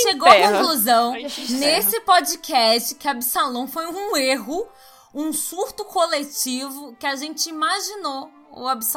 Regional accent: Rio de Janeiro, Brazil; born there; eu nasci no Rio de Janeiro

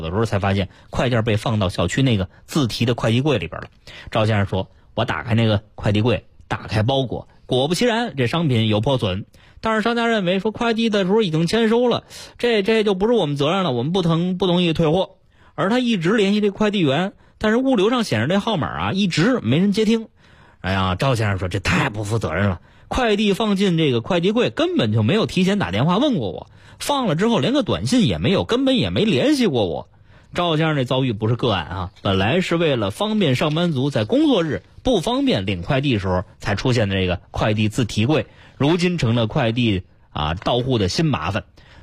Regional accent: Beijing, China; 我们土生土长的北京人对于哪片有好吃的都非常的熟悉

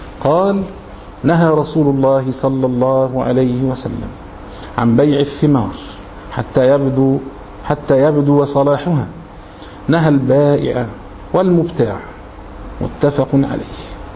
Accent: Egypt; يعني احنا مثلا كمصريين مثلا الرز مثلا عندنا ده هو الاساس مثلا

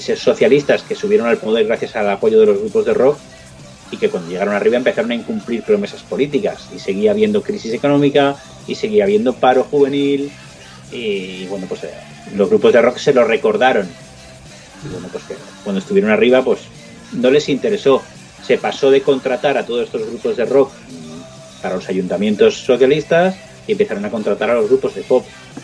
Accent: Madrid, Community of Madrid, Spain; Yo que soy de Madrid, era un niño por aquel entonces, pero lo veía.

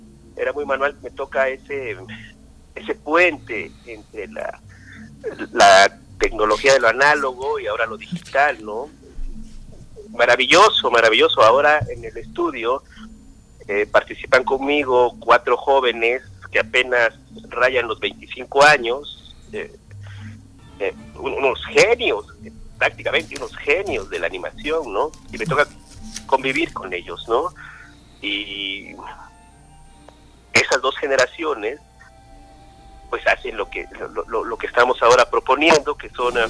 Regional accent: Oaxaca, Mexico; also born or lived in Mexico City; soy oaxaqueño, viajo a estudiar al DF, trabajo en algunas imprentas con algunos grandes maestros del diseño gráfico en México, y decido regresar a Oaxaca, a mi estado natal

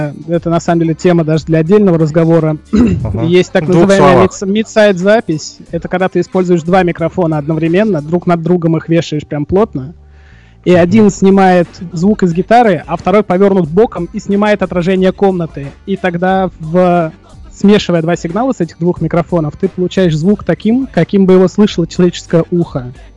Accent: Moscow, Russia; Ну, особенно это у нас актуально в мегаполисах крупных, я сам из Москвы.

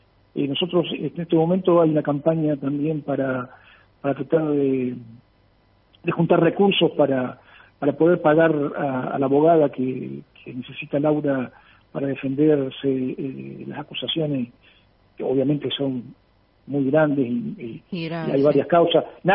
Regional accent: Argentina; Porque uno habla de, como argentino, y está hablando de Paraguay

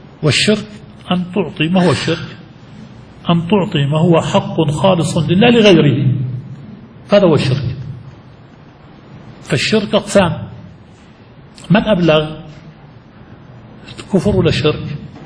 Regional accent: Jordan; في بلادنا الأردن المهروس، ولا سيما في الشمال، شمال الأردن

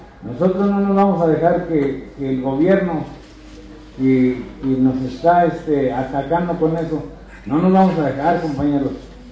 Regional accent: Ojo de Agua, San Luis Potosí, Mexico; vengo de la comunidad de Ojo de Agua, pertenezco al ejido del Salto y Anexo, en la Sierra de 14. Mi ubicación está a una altura de 2.382 metros sobre el nivel del mar

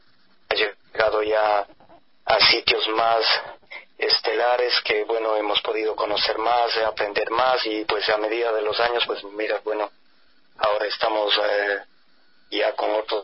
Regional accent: Ambato, Tungurahua, Ecuador; yo soy ambateño, ecuatoriano, y bueno, pues esta aventura comienza hace más o menos unos 31 años, en un barrio de Ambato

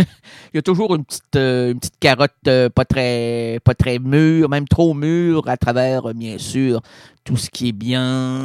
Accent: Quebec City, Quebec, Canada; Hey, moi, je suis un gars des bois. OK? Pour ça que je viens de Limoilou, moi. Il y a de la forêt à Limoilou.

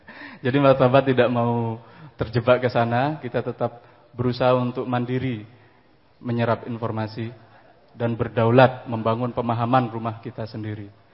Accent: Probolinggo, East Java, Indonesia; born there; first language Madurese; karena saya tidak lahir di tanah Madura. Saya secara geografi itu lahirnya di Pulau Jawa, di Probolinggo, di apa ujung timur Jawa Timur, hampir situ Bondo sana. Secara geografi itu memang Pulau Jawa, tapi bahasanya dari kecil adalah bahasa Madura.

